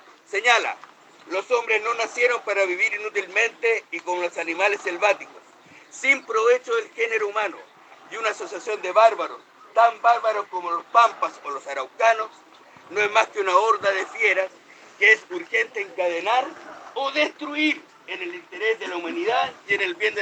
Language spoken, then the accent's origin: Spanish; Chile; Y esa parte a nosotros como chilenos nos pertenece.